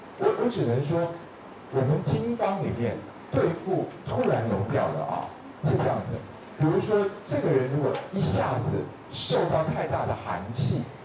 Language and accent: Chinese; Taiwan; 就是我们台湾人说长菜花的那个猴子啊